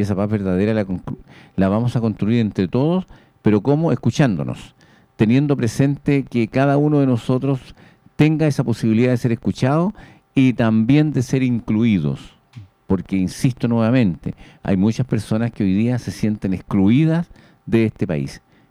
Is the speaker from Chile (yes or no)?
yes; Chile; como personas, como chilenos, como seres humanos, como puentealtinos